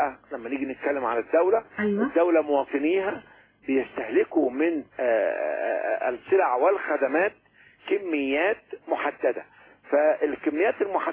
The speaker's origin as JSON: {"language": "Arabic", "country": "Egypt", "said": "القسم الأول عندنا في مصر هو الطعام والشراب"}